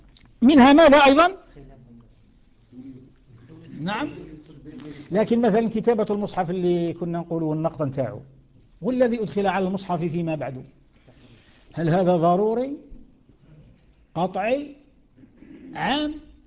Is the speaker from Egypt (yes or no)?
no; Algeria; القيف كما يسموه عندنا في الجزائر، الوقف